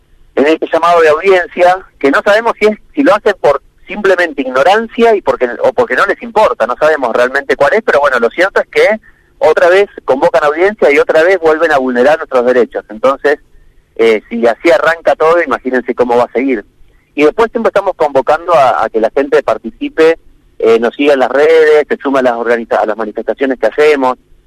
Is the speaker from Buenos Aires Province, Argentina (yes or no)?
no; Río Negro, Argentina; el Golfo San Matías, que es de donde yo soy, digamos, yo vivo acá en Las Grutas, frente al mar